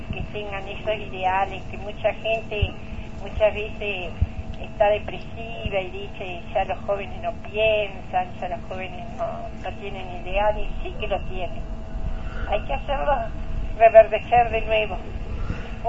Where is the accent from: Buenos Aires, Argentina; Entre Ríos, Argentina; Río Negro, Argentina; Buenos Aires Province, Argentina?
Entre Ríos, Argentina; Pero no soy de aquí, soy de Entre Ríos.